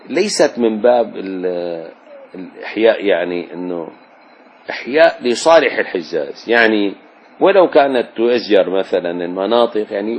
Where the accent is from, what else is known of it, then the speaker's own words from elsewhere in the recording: Damascus, Damascus Governorate, Syria; يعني لحنا لو رجعنا لدمشق بلدنا نجد سابقا فيها البيوت